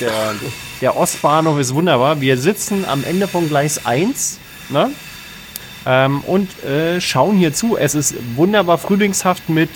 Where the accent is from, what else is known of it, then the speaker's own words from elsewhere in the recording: Germany; Wir sind doch Deutsche, kennen das doch.